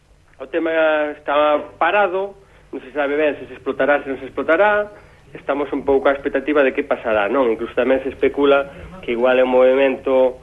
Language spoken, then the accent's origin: Galician; Quiroga, Galicia, Spain; now in Monforte de Lemos, Spain; aínda que vivo en Monforte, na capital da Ribeira Sacra, sabedes que son de Terras de Quiroga, da parroquia de Monte Furado, aldea de Anguieiros.